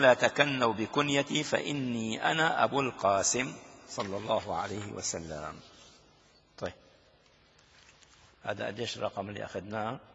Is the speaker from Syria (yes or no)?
yes; Damascus, Damascus Governorate, Syria; عندنا في دمشق الشام